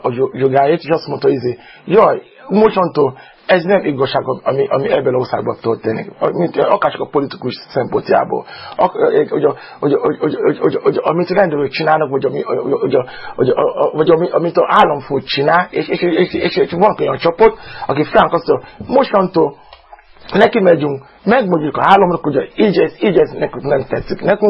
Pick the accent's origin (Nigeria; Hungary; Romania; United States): Nigeria; first language Yoruba; Hungarian is a second language; A Yoruba. Yorubából számozok.